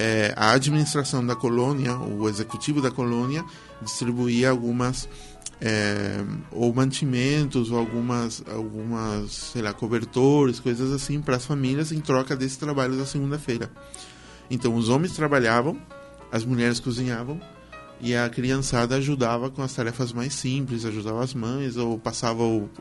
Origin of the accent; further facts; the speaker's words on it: Minga Guazú, Alto Paraná, Paraguay; also born or lived in Asunción; Na verdade, eu nasci em Assunção, porém eu vivi a vida toda em Mingaguaçu